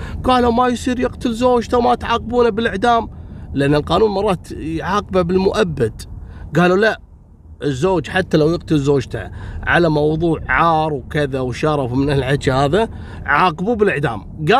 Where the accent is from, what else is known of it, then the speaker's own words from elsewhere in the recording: Kuwait; يا جماعه بقول لكم شيء، عندنا في الكويت قانون